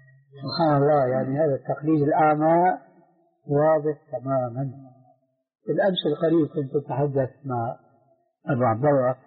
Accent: Damascus, Damascus Governorate, Syria; كان عندنا في دمشق مروج موقوفة برعاية الخيل

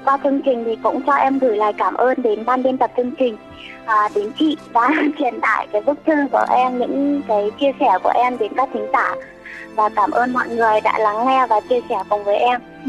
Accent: Bac Giang, Vietnam; now in Hanoi, Vietnam; Em đi học, em ở chỗ ở trên Hà Nội chị ạ. Còn quê của em thì ở Bắc Giang thôi, mẹ em ở Bắc Giang.

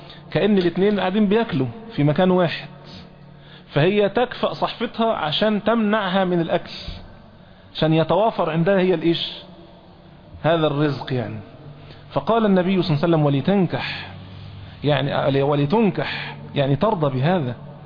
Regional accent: Egypt; احنا عندنا في مصر مثلا نسمي العمة المجازية جدة

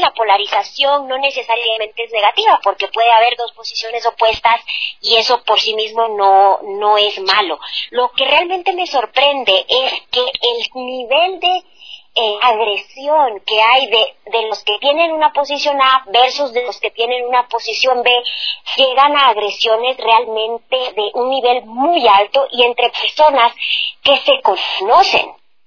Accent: Ecuador; now in abroad; lo vivo como ecuatoriana, pero ya no vivo el día a día del proceso electoral

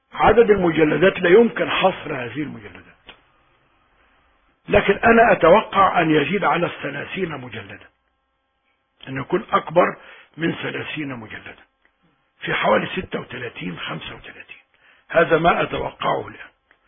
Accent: Iraq; moved away as an adult; نحن خرجنا من العراق بسبب الحرب،

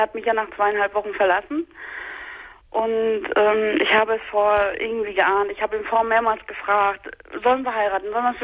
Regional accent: East Germany, Germany; Ich bin 2,5 Wochen später zu Klassentreffen gefahren, nach dem Osten. Ich komme aus dem Osten.

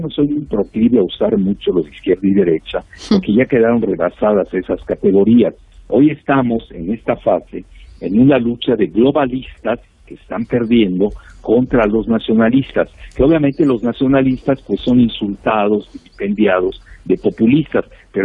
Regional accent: Mexico; tenemos 55 millones de mexicanos que viven en Estados Unidos, sumados a los 124 millones que tenemos en México

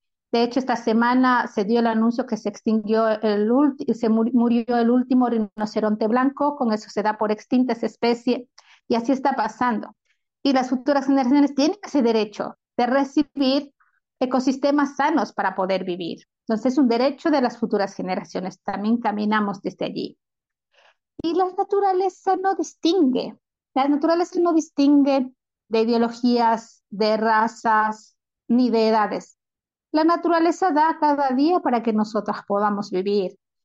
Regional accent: Ecuador; Ya se ha incorporado en la Constitución de Ecuador, que es de donde yo vengo

